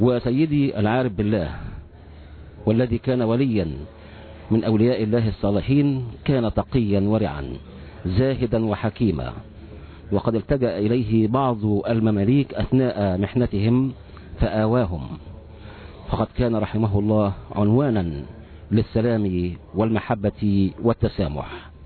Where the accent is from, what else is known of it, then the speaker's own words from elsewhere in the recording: Egypt; وبإذن الله سيكون المستقبل الزاهر في انتظارنا نحن أبناء مصر الأبية